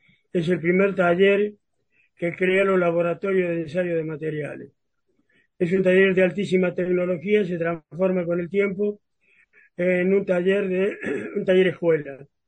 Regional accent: Pie de Palo, San Juan, Argentina; also born or lived in Santa Fe / Chilecito; Yo nací en Santa Fe, pero antes de llegar a Córdoba yo me doy cuenta que estoy en el planeta Tierra, en un pueblo que se llama Pie de Palo, que es la precordillera sanjuanina, mi papá era ferroviario.

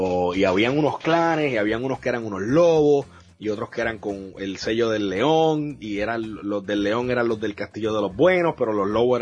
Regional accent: Puerto Rico; Yo recuerdo eso así como que creciendo en Puerto Rico.

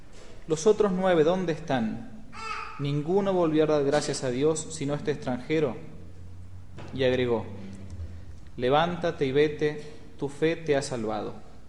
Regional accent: Argentina; En el año 2013 nos encontramos, como argentinos al menos

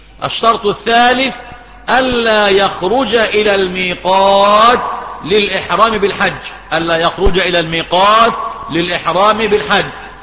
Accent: Egypt; يعني مثلا عندنا في مصر ميقات أهل مصر إيه؟ رابغ.

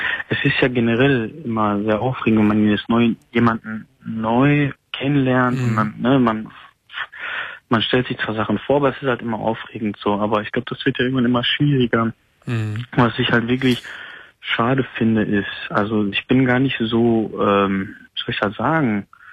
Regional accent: Gelsenkirchen, North Rhine-Westphalia, Germany; Und ich komme ja aus Kreis Gelsenkirchen, die Ecke

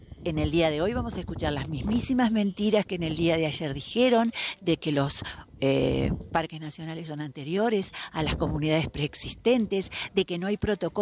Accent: Las Grutas, Río Negro, Argentina; vengo desde Las Grutas

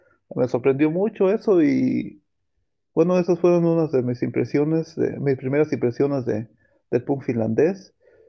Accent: Mexico; El último festival que fui ya éramos como 10 mexicanos ahí y era más divertido aún

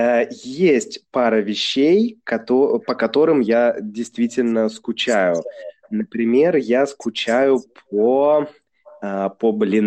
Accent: Saint Petersburg, Russia; Я же из Санкт-Петербурга, там черника, брусника, вот все эти лесные ягоды, ягоды из леса.

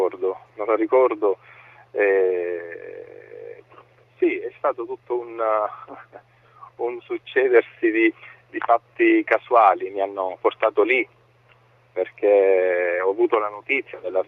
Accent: Trapani, Sicily, Italy; now in Palermo, Italy; vengo da Trapani, okay. E lavoro qui a Palermo.

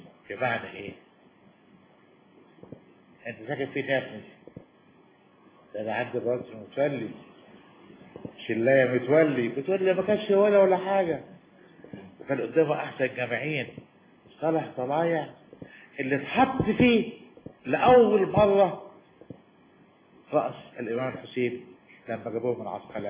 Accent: Damietta, Damietta Governorate, Egypt; أنا دمياطي بس حاسة والله العظيم

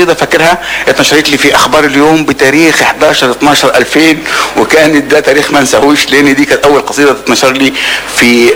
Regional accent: Mahallet Nasr, Beheira, Egypt; born there; أنا أصلا من مواليد محلة نصر مكة الشبر الأخير بحيرة، هي قرية الإمام محمد عبده،

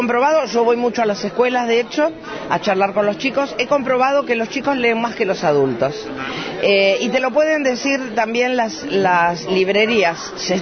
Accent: Trelew, Chubut, Argentina; Vengo de Trelew.

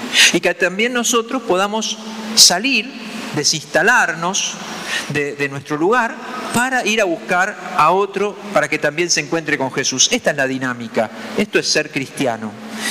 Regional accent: Argentina; somos cristianos de la misma manera que somos argentinos y qué sé yo. Bueno, me tocó nacer en este lugar del mundo, me tocó nacer en este país, me tocó ser cristiano.

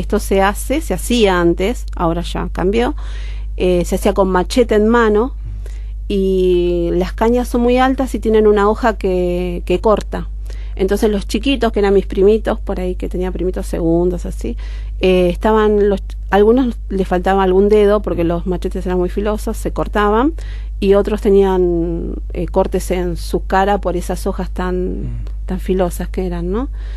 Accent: Buenos Aires, Argentina; also born or lived in Monteros, Tucumán; familia es de Río Seco, de un pueblito muy chiquito que está en la zona sur de Tucumán. Ajá. Nosotros vinimos para Buenos Aires cuando yo tenía 2 años.

